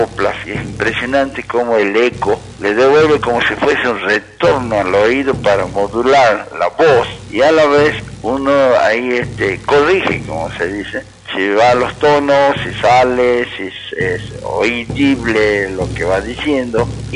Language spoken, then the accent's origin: Spanish; Cafayate, Salta, Argentina; cuando soy de Salta, acá Cafayate